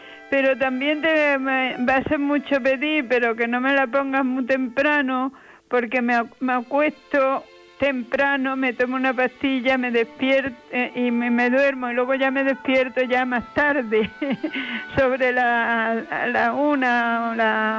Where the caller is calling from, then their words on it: Córdoba, Andalusia, Spain; de Córdoba, vamos.